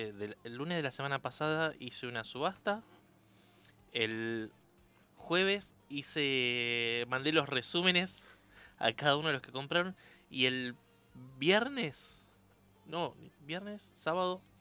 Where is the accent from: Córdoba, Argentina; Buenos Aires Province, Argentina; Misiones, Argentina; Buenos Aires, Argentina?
Misiones, Argentina; Yo soy de Misiones.